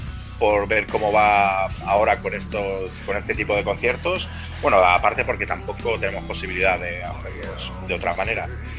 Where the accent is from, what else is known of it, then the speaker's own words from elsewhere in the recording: Girona, Catalonia, Spain; algunos somos de Girona Ciutat, otros de alrededor